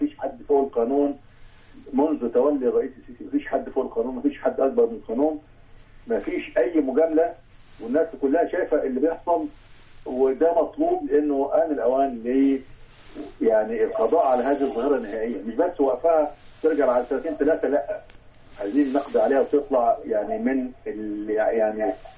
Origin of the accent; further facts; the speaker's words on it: Alexandria, Alexandria Governorate, Egypt; ان احنا عندنا في مصر اكثر من 3 مليون مخالفه دماء. في اسكندريه لوحدها نص مليون مخالفه